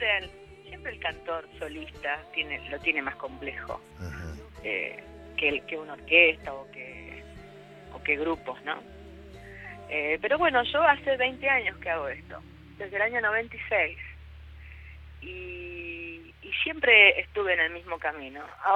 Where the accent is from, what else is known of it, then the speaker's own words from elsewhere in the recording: Argentina; No somos solo los argentinos.